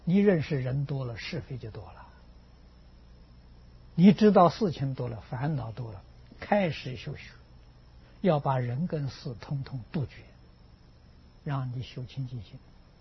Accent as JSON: {"language": "Chinese", "country": "China", "said": "这个时候老师就放你走了啊，我们中国人叫出师，现在人叫毕业"}